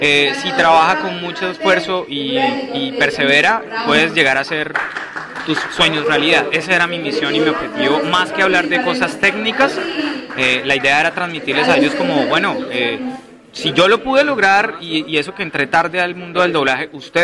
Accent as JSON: {"language": "Spanish", "town": "Bucaramanga", "region": "Santander", "country": "Colombia", "tie": "born or raised there", "said": "Estoy muy contento de que en Bucaramanga, pues mi ciudad natal, haga este tipo de eventos."}